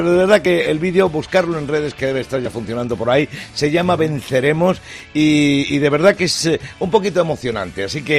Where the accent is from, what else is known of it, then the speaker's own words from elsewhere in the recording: Toledo, Castilla-La Mancha, Spain; Primer chiste que llega en el día de hoy llega desde mi tierra, desde Toledo